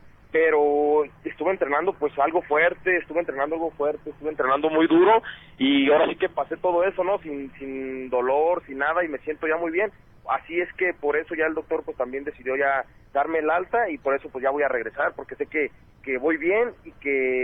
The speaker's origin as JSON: {"language": "Spanish", "town": "Guadalajara", "region": "Jalisco", "country": "Mexico", "said": "Que voy a iniciar allá en mi tierra, en Guadalajara, voy a iniciar mi regreso."}